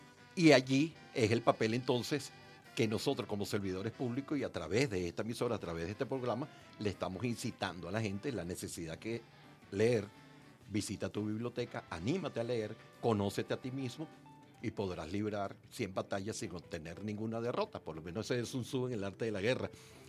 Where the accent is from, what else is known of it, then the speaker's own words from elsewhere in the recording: Venezuela; Somos venezolanos, somos venezolanas, y la crisis nos afecta a todos por igual.